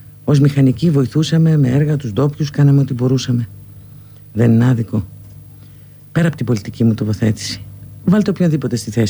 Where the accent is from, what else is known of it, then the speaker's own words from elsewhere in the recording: Larissa, Thessaly, Greece; Είμαι από τη Λάρισα και στη Λάρισα δεν πήγα ποτέ.